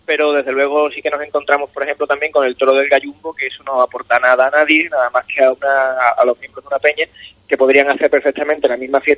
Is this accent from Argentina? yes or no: no; Cádiz, Andalusia, Spain; soy abogado. Yo soy de Cádiz, he vivido casi toda mi vida aquí, quitando unos 5 o 6 años que viví entre Medina y Chiclana, en el Berrueco concretamente